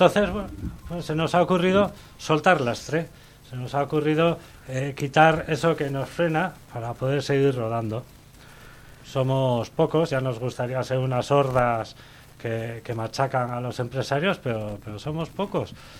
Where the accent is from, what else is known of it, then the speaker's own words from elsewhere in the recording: San Sebastián, Basque Country, Spain; now in Goierri, Spain; soy de aquí, de Donosti, me he ido a vivir al Goierri